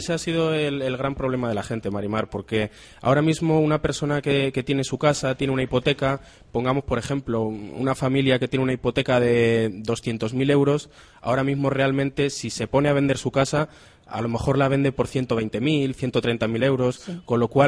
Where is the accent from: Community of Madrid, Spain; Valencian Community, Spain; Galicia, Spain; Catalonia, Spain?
Community of Madrid, Spain; Madrid; moved away as an adult; Yo soy de Madrid, estudié allí la carrera. Y bueno, pues me vine para acá un poco apostando por el futuro